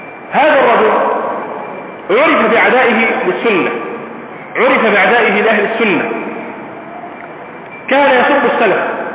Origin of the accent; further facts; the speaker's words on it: Egypt; عندنا في مصر